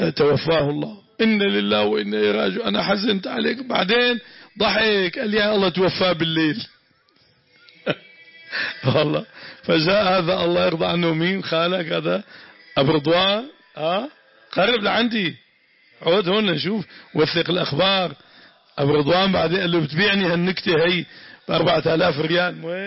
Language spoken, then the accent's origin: Arabic; Damascus, Damascus Governorate, Syria; سوف ينزلون عندنا في الشام مأذن الشرقية مأذن البيضاء